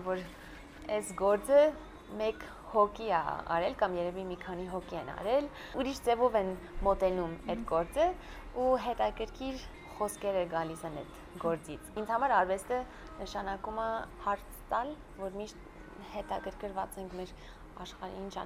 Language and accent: Armenian; Boston, Massachusetts, United States; born or raised there; moved away as an adult; also born or lived in Florence, Italy